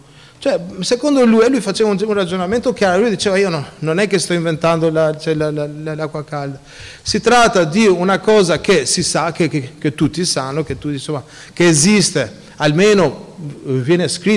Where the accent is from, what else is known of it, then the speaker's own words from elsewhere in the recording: Albania; io la mia infanzia è nell'Albania dell'era comunista